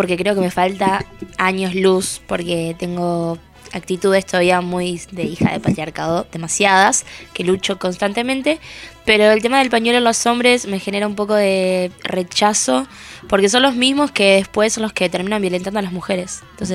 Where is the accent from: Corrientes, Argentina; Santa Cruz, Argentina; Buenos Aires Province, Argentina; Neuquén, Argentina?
Buenos Aires Province, Argentina; La Plata; Soy de La Plata, sí.